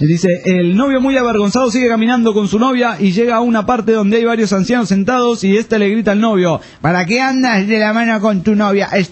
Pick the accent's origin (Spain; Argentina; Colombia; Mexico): Argentina; San Juan; Soy de San Juan y espero, estoy más al pedo que ustedes.